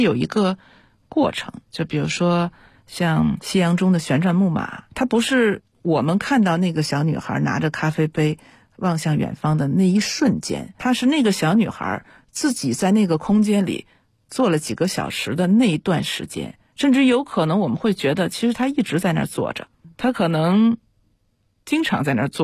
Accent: China

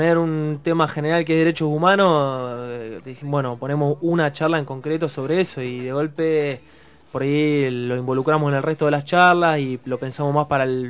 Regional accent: Río Negro, Argentina; No, yo soy de Río Negro, de hecho, digamos

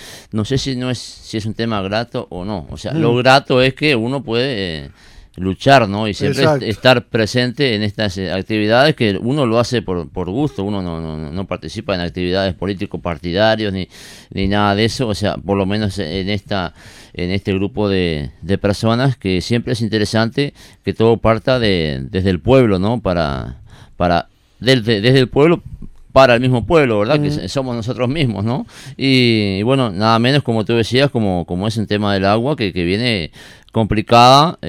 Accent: Pando, Canelones, Uruguay; Yo soy de Pando, ¿no?

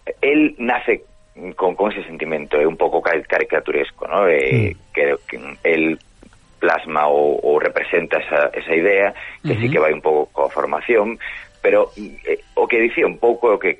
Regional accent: Galicia, Spain; dicir, bueno, sí, bueno, eu son galego, eu non...

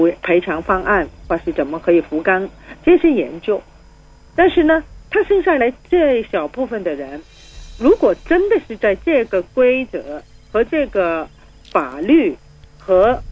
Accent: Hong Kong; 没有了我们香港人原来的优点，包括法治精神，包括我们的经济繁荣，包括我们政治稳定

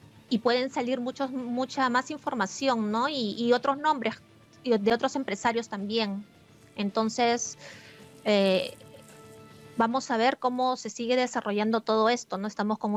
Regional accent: Peru; no quiero hablar ahorita como periodista, sino como una peruana más

